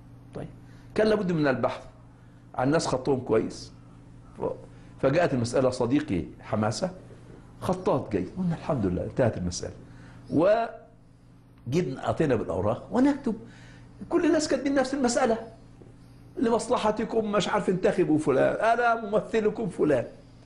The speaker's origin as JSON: {"language": "Arabic", "country": "Egypt", "tie": "born or raised there"}